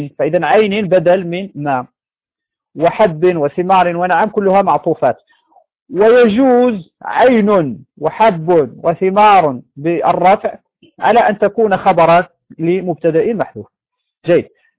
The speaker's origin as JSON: {"language": "Arabic", "country": "Morocco", "said": "يعني عندنا في المغرب هذا نوع من الشعير"}